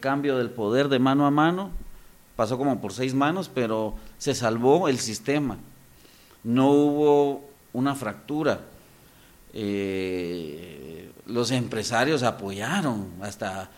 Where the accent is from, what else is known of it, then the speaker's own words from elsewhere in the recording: Guatemala; como somos los guatemaltecos en estas cosas